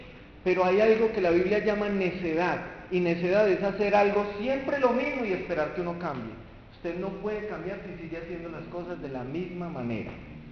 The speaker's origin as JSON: {"language": "Spanish", "town": "Buga", "region": "Valle del Cauca", "country": "Colombia", "tie": "born there", "said": "Nací en Bugavalle, en un hogar muy disfuncional."}